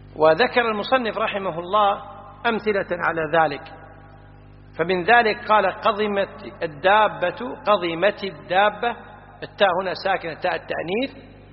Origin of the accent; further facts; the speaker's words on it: Kuwait; احنا عندنا في الكويت يقولون بلعت